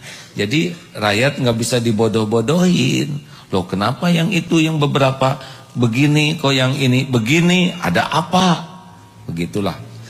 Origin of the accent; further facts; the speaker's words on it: West Java, Indonesia; Satu, kalau saya ya, saya orang Jawa Barat nih.